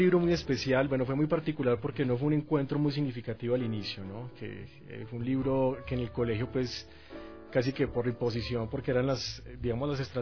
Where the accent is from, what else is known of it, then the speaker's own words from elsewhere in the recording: Colombia; moved away as an adult; now in Ecuador; mi acento me delata un poco, soy colombiano, pero ya, bueno, adoptado acá, bueno, hijo adoptivo de Ecuador. Ya llevo 10 años en el Ecuador, feliz de estar en este país.